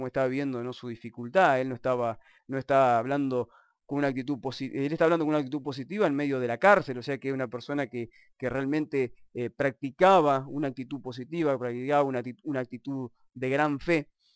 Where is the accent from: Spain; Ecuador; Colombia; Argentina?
Argentina; yo como por soy argentino lo digo, ¿no?